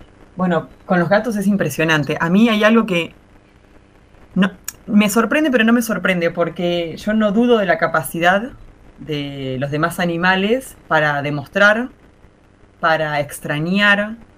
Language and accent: Spanish; Marcos Juárez, Córdoba, Argentina; en este preciso momento estoy en Marcos Juárez, Córdoba. Bueno, en Argentina, en la provincia de Córdoba, en un pueblo que es mi pueblo natal.